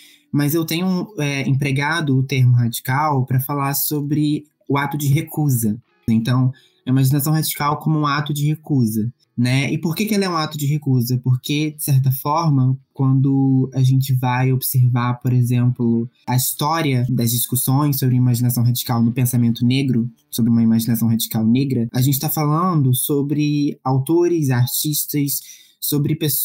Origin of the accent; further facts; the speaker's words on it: Rio de Janeiro, Brazil; eu sou do Rio, eu sou artista, tradutor, pesquisador, educador, eu escrevo também.